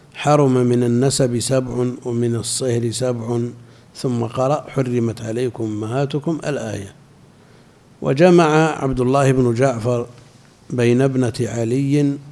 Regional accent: Al-Qassim, Saudi Arabia; لا، عندنا في القصيم كثير

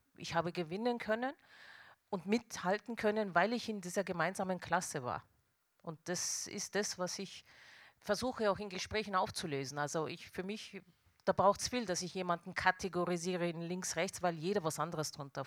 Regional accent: Tyrol, Austria; ich bin in Tirol aufgewachsen mit all den Vor- und Nachteilen.

